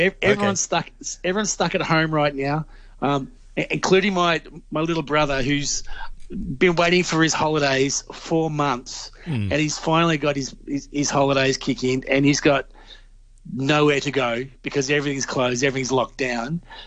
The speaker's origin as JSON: {"language": "English", "region": "Victoria", "country": "Australia", "tie": "born or raised there", "said": "Now, let me start with number 1, my home state, Victoria."}